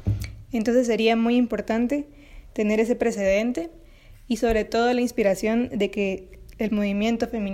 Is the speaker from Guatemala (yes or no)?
yes; Guatemala; Hablo desde Guatemala y en mi país el acceso al aborto está restringido por el Código Penal.